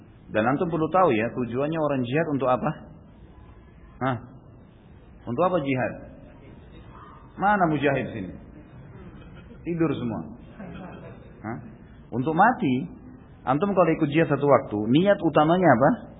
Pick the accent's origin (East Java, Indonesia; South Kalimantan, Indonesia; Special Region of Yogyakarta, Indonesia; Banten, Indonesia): Special Region of Yogyakarta, Indonesia; Gunung Kidul; Di daerah saya di Gunung Kidul, banyak sekali kasus bunuh diri dengan gantung diri.